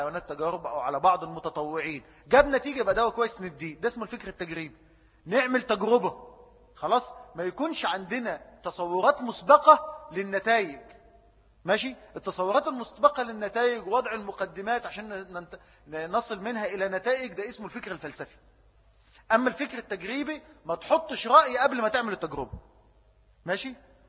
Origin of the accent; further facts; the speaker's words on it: Egypt; الكلام ده بيتكرر عندنا في مصر